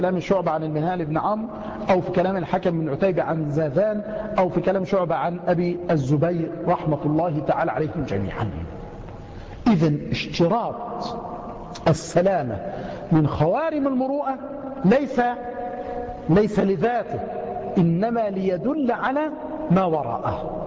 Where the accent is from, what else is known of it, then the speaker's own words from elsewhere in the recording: Egypt; مع أن الجزر والسماك عندنا في مصر يعني منيرات